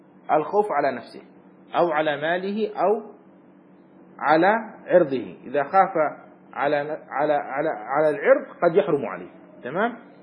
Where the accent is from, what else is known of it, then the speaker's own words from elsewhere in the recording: Aden, Yemen; وهو في مدينتي في عدن